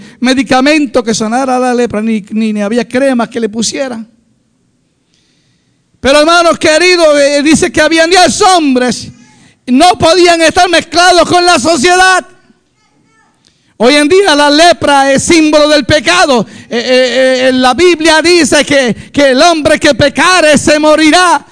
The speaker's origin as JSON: {"language": "Spanish", "country": "Dominican Republic", "said": "Somos dominicanos."}